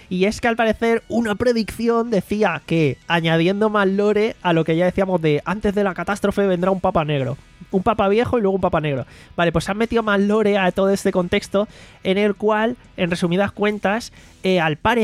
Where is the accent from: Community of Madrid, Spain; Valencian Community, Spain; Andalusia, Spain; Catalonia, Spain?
Andalusia, Spain; Málaga; me interesa la info porque encima soy de Málaga y me veo en la duda